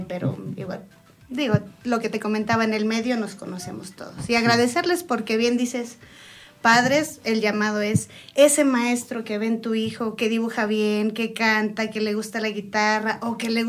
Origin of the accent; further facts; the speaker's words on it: Mexico; Y ahora... como mexicana, o sea, claro. Creo que uno no se siente tan orgulloso de ser mexicano hasta que vas y lo representas.